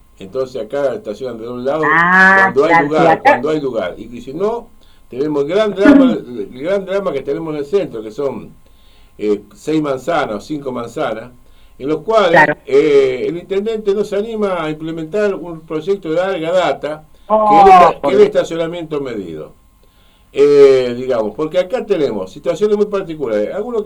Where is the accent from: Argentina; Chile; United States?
Argentina; Santa Fe; yo soy santafesino de origen. Pero estoy desilusionado con Santa Fe.